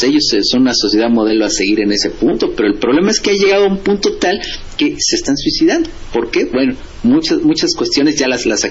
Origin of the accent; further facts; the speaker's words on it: Mexico; Yo como mexicano, pues nací, soy hijo de la crisis.